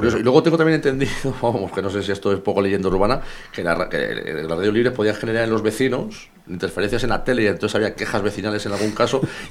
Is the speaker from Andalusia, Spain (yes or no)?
no; Madrid, Community of Madrid, Spain; yo soy de Vicálvaro